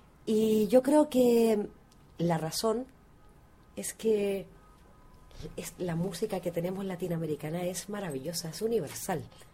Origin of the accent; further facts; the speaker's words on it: Valparaíso, Chile; De Valparaíso, chilena.